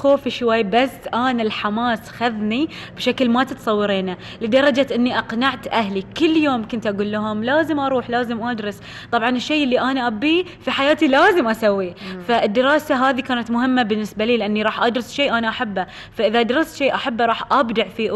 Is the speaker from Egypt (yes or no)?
no; Bahrain; من جهة وزارة التربية والتعليم عندنا في البحرين